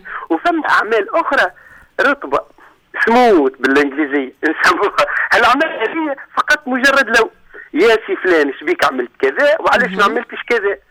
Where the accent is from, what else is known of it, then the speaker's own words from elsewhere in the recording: Tunisia; احنا عندنا في تونس